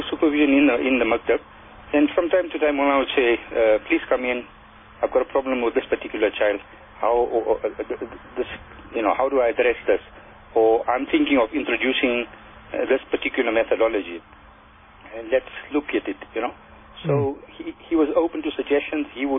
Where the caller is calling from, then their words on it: Azadville, Gauteng, South Africa; Yeah, I'm calling from Azadville.